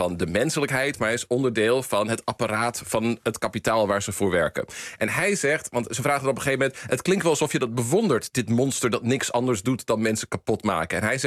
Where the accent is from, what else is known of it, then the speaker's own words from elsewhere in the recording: Netherlands; ga ik even on the record als Nederlandse, een Nederlands-Amerikaanse filmwetenschapper.